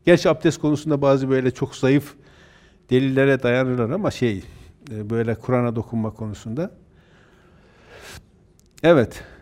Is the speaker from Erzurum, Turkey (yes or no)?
yes; Erzurum, Turkey; Öncekinde normal elbiseyle biz Erzurumluyuz bir şey olmaz diye gittik.